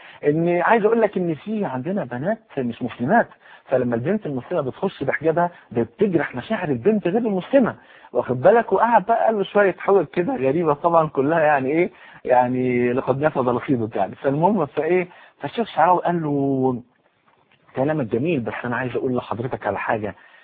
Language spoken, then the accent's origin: Arabic; Egypt; في يوم من الايام احد رؤساء الجامعات عندنا في مصر منع دخول اي واحده لا منتقده ولا محجبه